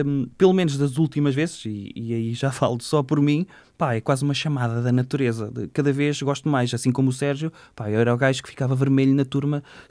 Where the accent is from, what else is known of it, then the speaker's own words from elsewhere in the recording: Aveiro, Portugal; now in Ovar, Portugal; vivo lá para cima, vivo em Ovar. Eu sou de Aveiro, vivo em Ovar.